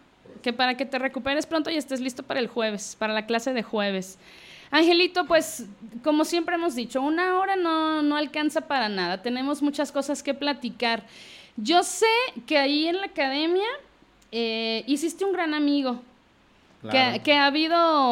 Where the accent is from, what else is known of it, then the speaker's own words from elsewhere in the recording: Mexico; No sé por qué como mexicanos siempre dejamos todo para el final.